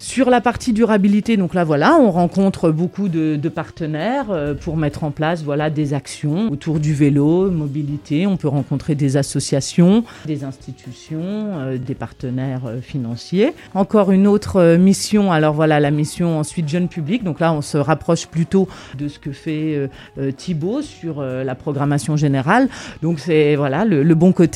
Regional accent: Grand Est, France; Je suis lorraine

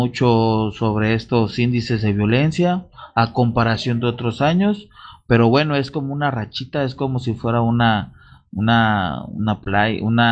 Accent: Acapulco, Guerrero, Mexico; ya lo saben, soy del puerto de Acapulco, aquí en el estado de Guerrero. Para los que nos escuchan fuera del país, soy en México.

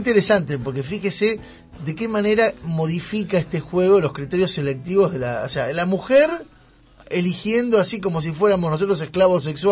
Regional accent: Buenos Aires, Argentina; para mí que soy porteño

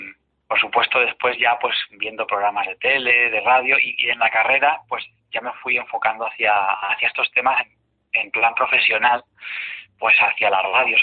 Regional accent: Madrid, Community of Madrid, Spain; he estado en la costa como buen madrileño

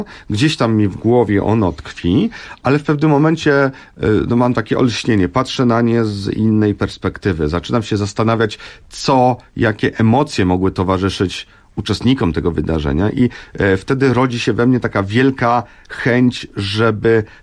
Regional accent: Warsaw, Masovian Voivodeship, Poland; części Warszawy, czy w owym czasie przedmieść Warszawy, zupełnych peryferii, w których tak się złożyło, że się urodziłem, dorastałem w tej okolicy

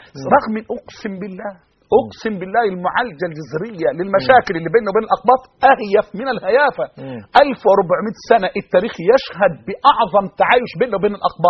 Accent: Egypt; أنا بتكلم عن أنا مصري

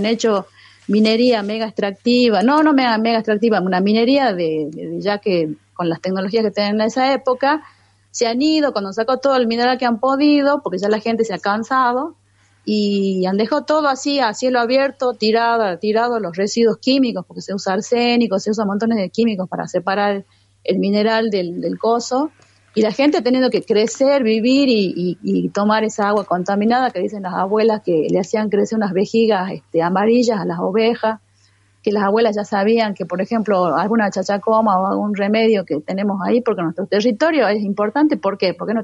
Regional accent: Argentina; now in Bolivia; Y lo digo como nacionalizada boliviana, porque estoy muy orgullosa de ser boliviana, además de ser argentina.

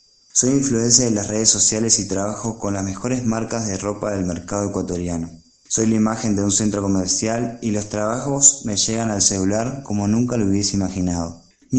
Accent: Argentina; soy argentino. Tengo 28 años

